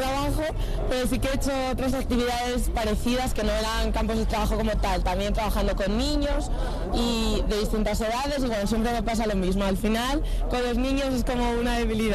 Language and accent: Spanish; Asturias, Spain; tengo familia, porque yo soy de Asturias, así que tengo familia aquí